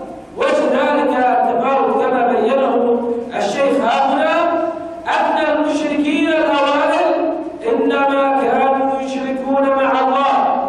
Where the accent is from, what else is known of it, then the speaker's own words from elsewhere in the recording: Bahrain; الرافضة عندنا في البحرين كثر